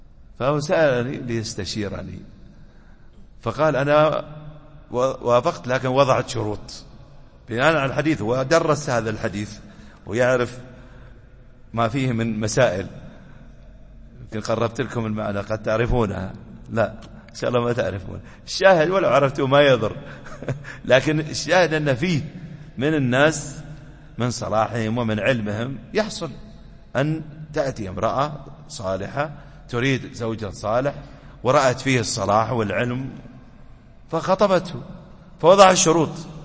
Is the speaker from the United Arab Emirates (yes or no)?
yes; United Arab Emirates; أحد المشايخ طلبة العلم عندنا في الإمارات